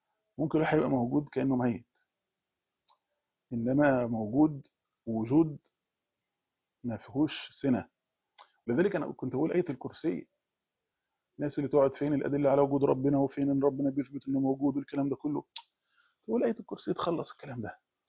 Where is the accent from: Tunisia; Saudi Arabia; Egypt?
Egypt; وكان احنا عندنا في مصر